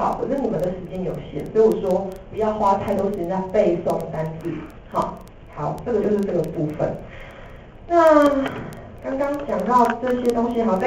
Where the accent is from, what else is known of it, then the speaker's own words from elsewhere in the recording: Taiwan; 有没有我们台湾人申请到 JD 的？